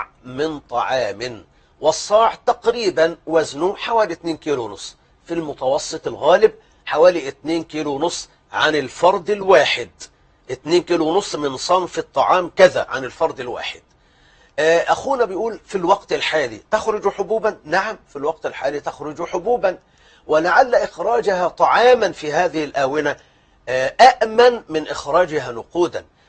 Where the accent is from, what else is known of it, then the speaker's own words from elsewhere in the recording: Egypt; أنا عندنا في مصر. أنا بقول عندنا في مصر.